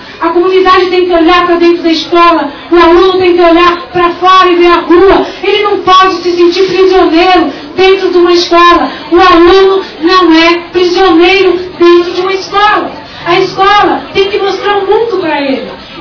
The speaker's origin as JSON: {"language": "Portuguese", "town": "Cubatão", "region": "São Paulo", "country": "Brazil", "tie": "born or raised there", "said": "Eu moro no mesmo lugar, na mesma casa, tenho os mesmos vizinhos, e nasci em Cubatão, sou filha, neta, bisneta, tataraneta de cubatense"}